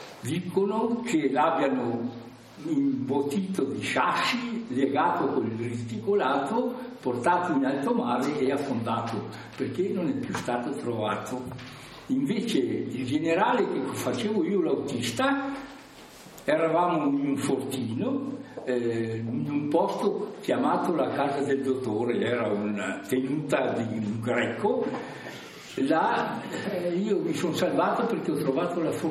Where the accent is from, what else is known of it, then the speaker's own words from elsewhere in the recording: Trentino-Alto Adige, Italy; un trentino dell'Alto Adige